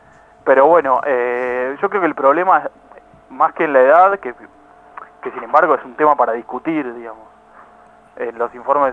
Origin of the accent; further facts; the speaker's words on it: Argentina; A nosotros como argentinos y ciudadanos nos tiene que preocupar